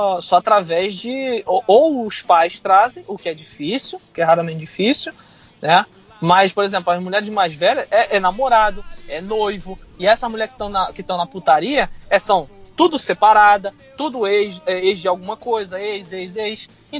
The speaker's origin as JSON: {"language": "Portuguese", "region": "Rio de Janeiro", "country": "Brazil", "tie": "born or raised there", "lives_now": "United States", "said": "eu fui criado no Rio de Janeiro, em favela, entendeu?"}